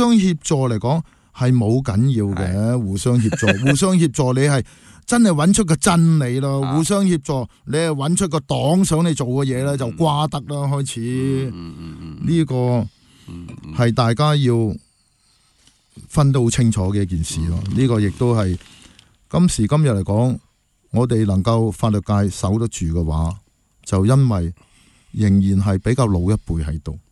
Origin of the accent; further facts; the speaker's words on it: Hong Kong; 他沒有的就是我們香港人的信念